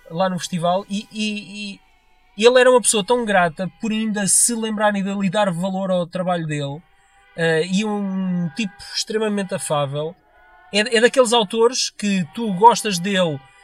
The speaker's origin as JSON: {"language": "Portuguese", "town": "Tocha", "region": "Coimbra", "country": "Portugal", "tie": "born or raised there", "said": "Eu cresci ali perto da Tocha, frequentemente ia com os meus pais no verão lá para a Praia da Tocha"}